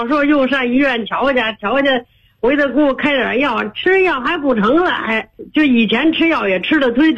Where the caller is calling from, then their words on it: Shunyi, Beijing, China; 我是顺义仁和花园的。